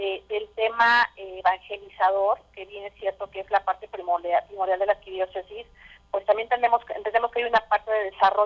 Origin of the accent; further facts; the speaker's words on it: Mexico; somos amigos, somos mexicanos y nos queda apoyar para salir adelante.